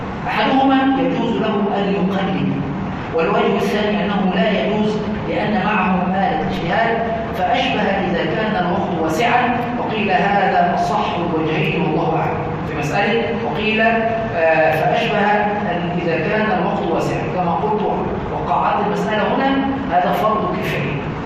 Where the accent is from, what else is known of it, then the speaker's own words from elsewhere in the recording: Egypt; عندنا في مصر يقولون علقها في رقبة عالي مطلع سالم